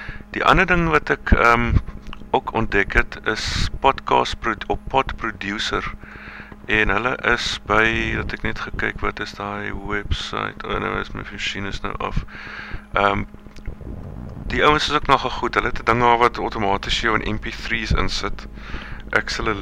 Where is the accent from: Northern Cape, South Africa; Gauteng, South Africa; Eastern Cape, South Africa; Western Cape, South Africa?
Eastern Cape, South Africa; Port Elizabeth; moved away; want ek kom ook self uit Port Elizabeth uit, so ek dink daar was al wel van 'n connection